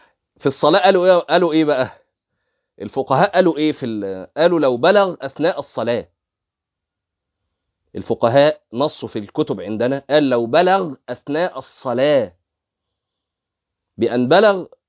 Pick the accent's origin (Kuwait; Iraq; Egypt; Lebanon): Egypt; دي الصوره المشهوره المنتشره عندنا في مصر